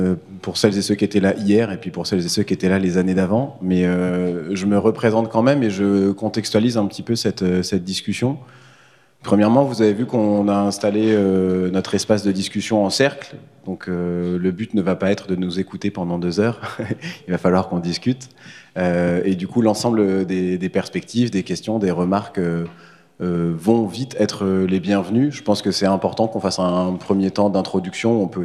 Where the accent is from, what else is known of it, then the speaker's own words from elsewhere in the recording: Coutances, Normandy, France; Moi, je suis originaire de la Manche, donc de Coutances, à 100 km d'ici.